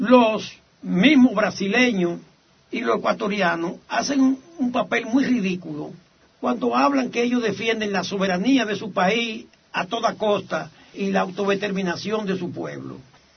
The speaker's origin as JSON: {"language": "Spanish", "country": "Dominican Republic", "said": "nosotros somos un mestizaje, nosotros somos la expresión más acabada del mestizaje en América, quizás somos la República Dominicana, los dominicanos, y que nos diferenciamos aún siendo dentro del abanico amplio de la raza negro, pero no somos haitianos."}